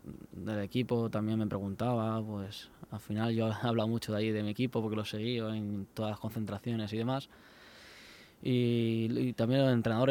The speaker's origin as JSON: {"language": "Spanish", "town": "Elche", "region": "Valencian Community", "country": "Spain", "said": "yo soy ilicitano y del Elche está en las venas, me corre por las venas."}